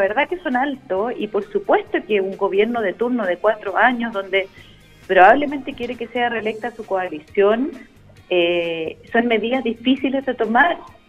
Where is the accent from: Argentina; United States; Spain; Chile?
Chile; ¿cuál es nuestro proyecto país como chilenos para el largo plazo?